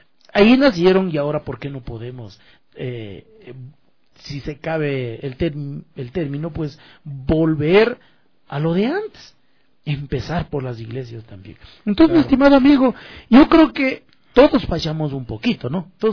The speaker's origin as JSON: {"language": "Spanish", "country": "Ecuador", "said": "nosotros como músicos ecuatorianos"}